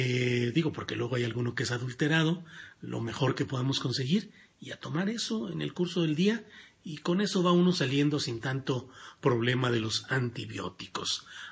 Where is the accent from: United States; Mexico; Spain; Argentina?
Mexico; Torreón, Coahuila; es en mi tierra natal, en Torreón, en La Laguna, donde estaré por ahí.